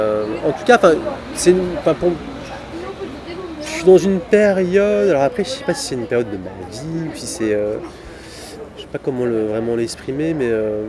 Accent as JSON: {"language": "French", "town": "Paris", "region": "Île-de-France", "country": "France", "tie": "born or raised there", "said": "Mais après, moi, je suis parisien, je suis né ici."}